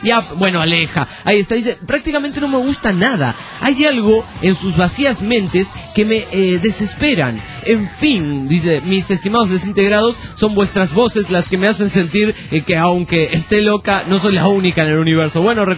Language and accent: Spanish; Arequipa, Peru; Soy de la República Independiente de Arequipa